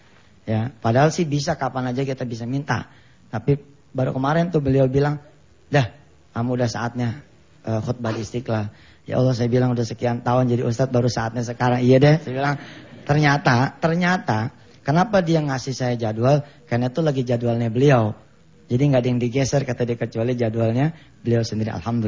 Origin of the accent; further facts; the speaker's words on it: Jakarta, Indonesia; Jadi karena kami keluarga besar di Betawi ya. Rumahnya panjang ibu. Panjangnya tuh panjang banget dah. Ya. Jadi kita sekeluarga tinggal di situ.